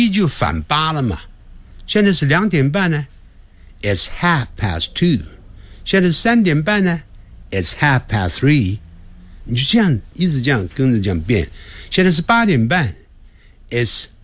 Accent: China; 我们中国人在学连音，常操之于过急，希望马上连起来，这是要习惯。

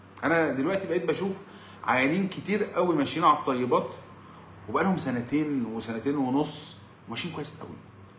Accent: Egypt; وبعدين انا بقول انا راجل مصري

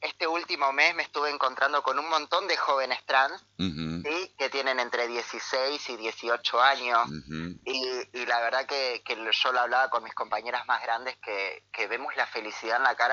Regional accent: Buenos Aires, Argentina; now in Concordia, Argentina; Yo soy de Buenos Aires, te cuento.

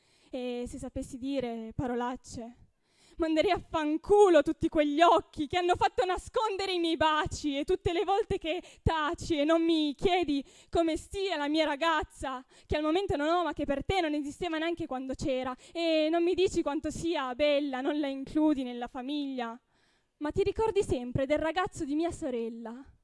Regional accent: Piedmont, Italy; Dunque, io vengo dal Piemonte

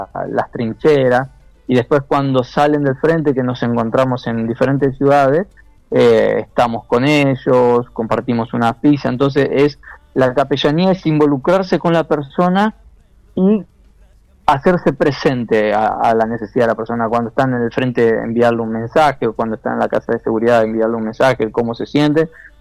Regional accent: Argentina; desde Argentina yo no me fui como capellán, pero no sé si como argentino

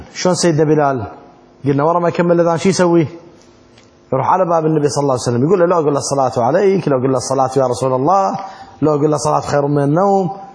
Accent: Iraq; أما عندنا بالعراق احنا نسوي الصلاة والسلام عليك

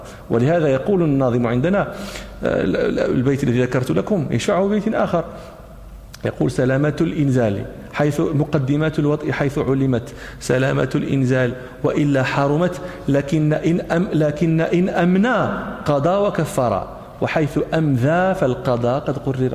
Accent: Morocco; ونحن في التراويح عندنا في المغرب يعني لابد أن نختم نقرأ بحزب

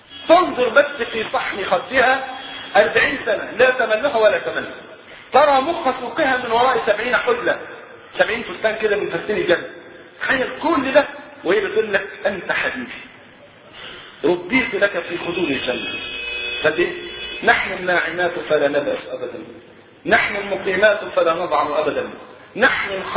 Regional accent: Egypt; والحمد لله المواتير اللي عندنا في مصر شغاله تمام

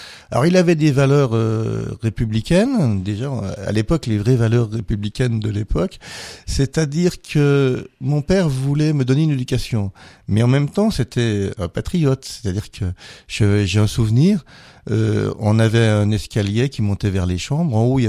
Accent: Grand Est, France; comme on est lorrain

